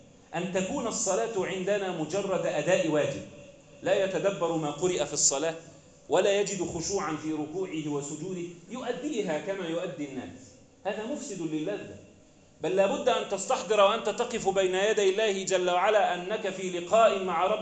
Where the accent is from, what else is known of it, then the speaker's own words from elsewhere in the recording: Egypt; اللهم احفظ بلدنا مصر